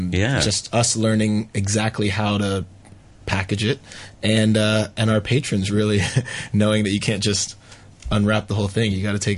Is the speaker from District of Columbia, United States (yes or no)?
yes; Washington, District of Columbia, United States; now in Hong Kong; I'm from D.C., right? So Washington, D.C. But I was born in L.A., so I do have family still in L.A.